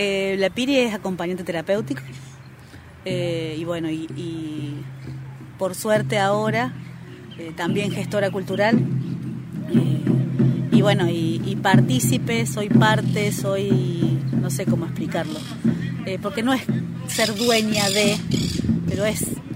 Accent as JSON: {"language": "Spanish", "town": "Cosquín", "region": "Córdoba", "country": "Argentina", "tie": "born or raised there", "said": "yo soy nacida y criada."}